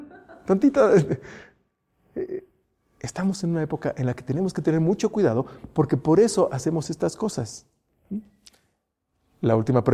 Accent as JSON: {"language": "Spanish", "country": "Mexico", "said": "Esos somos los mexicanos."}